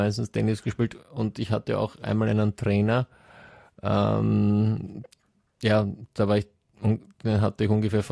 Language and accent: German; Sweden; aber bei uns in Schweden gibt es natürlich auch Gegenden, wo noch gar kein Internet ist.